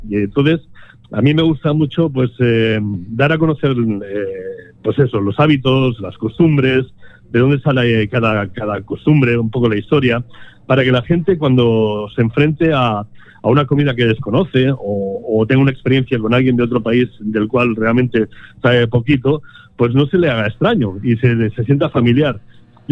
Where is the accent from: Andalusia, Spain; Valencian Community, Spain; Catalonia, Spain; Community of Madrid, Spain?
Catalonia, Spain; yo como buen catalán, para mí es muy importante un pan con tomate